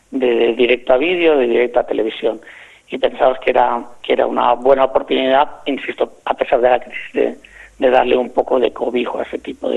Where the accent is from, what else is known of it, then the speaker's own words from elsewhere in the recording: Sitges, Catalonia, Spain; Yo soy de Sitges, yo soy nacido en Sitges, criado en Sitges.